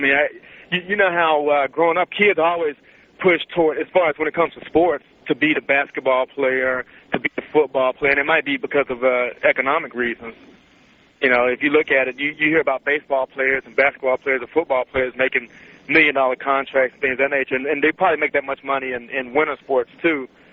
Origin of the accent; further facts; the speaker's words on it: the South, United States; Now, hockey, I'm from the South, so, you know, I didn't have ice rinks down the South or figure skating rinks or hockey teams